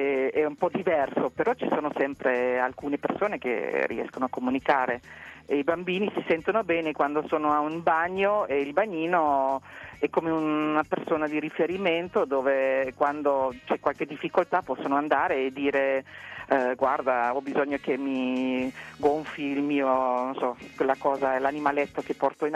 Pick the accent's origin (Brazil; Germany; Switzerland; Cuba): Germany; Heidelberg, Baden-Württemberg; Italian is a second language; Io proprio vengo da Heidelberg, una città universitaria